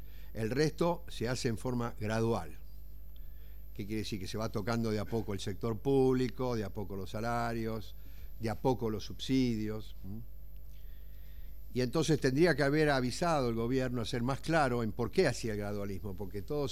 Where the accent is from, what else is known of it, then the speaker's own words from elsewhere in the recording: Argentina; Sí, pero Estados Unidos es Estados Unidos, nosotros somos argentinos, digamos, ¿no?